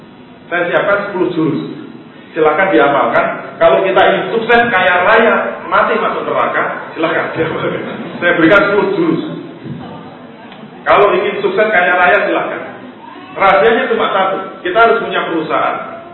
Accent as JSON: {"language": "Indonesian", "town": "Bantul", "region": "Special Region of Yogyakarta", "country": "Indonesia", "said": "Kayak saya dari Bantul. Bantul tertutup untuk mall. Nggak ada mall di Bantul."}